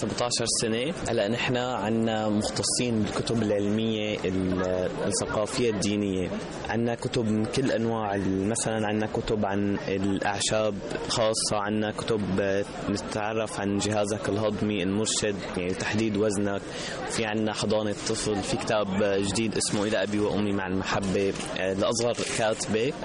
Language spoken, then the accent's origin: Arabic; Syria; من سوريا.